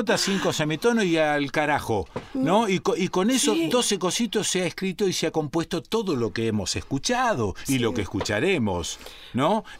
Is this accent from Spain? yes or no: no; Rosario, Santa Fe, Argentina; viste cómo somos los santafesinos y cómo somos los rosarinos. Nunca decimos que somos santafesinos. Siempre decimos que somos rosarinos, como si fuese otra provincia